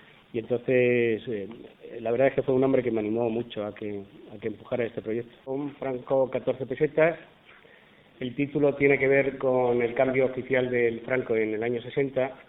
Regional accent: Madrid, Community of Madrid, Spain; yo soy de un pueblo de la Sierra de Madrid, vamos, no es que sea de ahí, yo soy de Madrid, pero ahí vivo, ¿no?

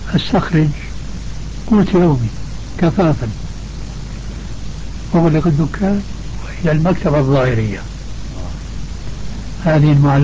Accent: Syria; وبلطو سيرة أيضا يقولوه عندنا في الشام

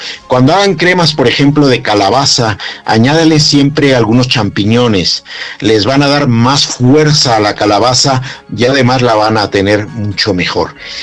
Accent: Mexico; como mexicanos tenemos muchas deficiencias importantes

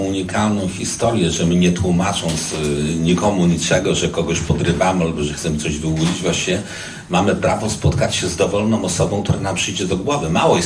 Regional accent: Łódź, Łódź Voivodeship, Poland; pochodzę z rodziny robotniczej z Łodzi

